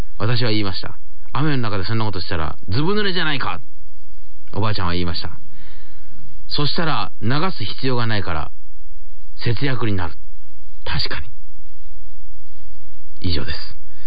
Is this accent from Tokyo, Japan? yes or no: no; Kochi, Japan; 私のふるさと高知県の西部にあります足摺海洋館がこの度リニューアルオープンいたしまして